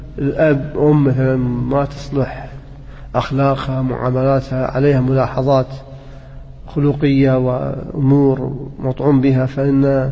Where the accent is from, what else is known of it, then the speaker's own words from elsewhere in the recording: Kuwait; عندنا بالكويت لا، بعد 14 أو 15 سنة